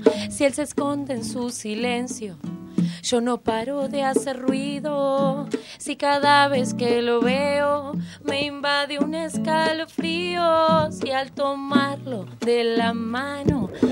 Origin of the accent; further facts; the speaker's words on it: Paraná, Entre Ríos, Argentina; Nosotras somos amigas de Paraná, somos de Entre Ríos, nosotras dos